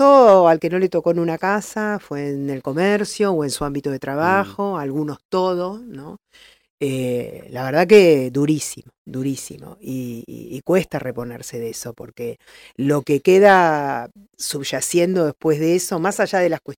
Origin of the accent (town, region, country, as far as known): La Plata, Buenos Aires Province, Argentina